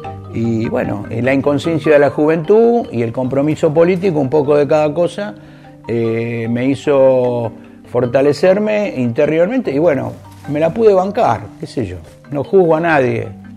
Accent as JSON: {"language": "Spanish", "country": "Argentina", "tie": "born there", "said": "tengo 67 años, nací acá en la Argentina, orgulloso de serlo."}